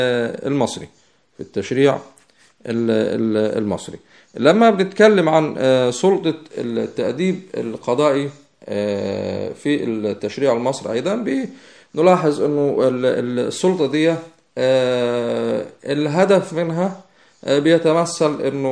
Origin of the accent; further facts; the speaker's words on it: Egypt; احنا قلنا انه عندنا في مصر يكاد يكون كل من يعمل لدى الحكومة ينطبق عليه وصف الموظف العام